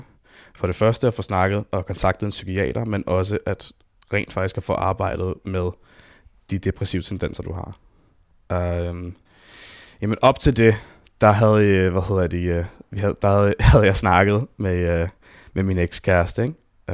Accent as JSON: {"language": "Danish", "town": "Copenhagen", "region": "Capital Region of Denmark", "country": "Denmark", "tie": "born or raised there", "said": "Jeg voksede op på Østerbro af alle steder. Du ved, Spæltmødrecentralen i København."}